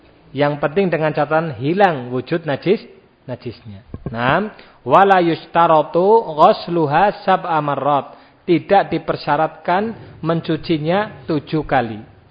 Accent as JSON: {"language": "Indonesian", "region": "Java", "country": "Indonesia", "said": "Nah, sekarang banyak anak muda enggak tahu bahasa Jawa ya. Kita orang Jawa sebetulnya yaitu tadi ya perlu latihan ya."}